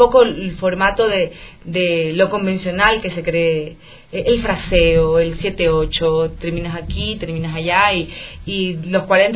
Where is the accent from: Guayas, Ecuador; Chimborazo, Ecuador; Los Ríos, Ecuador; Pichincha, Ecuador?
Guayas, Ecuador; Guayaquil; si es que era en Guayaquil, porque soy de Guayaquil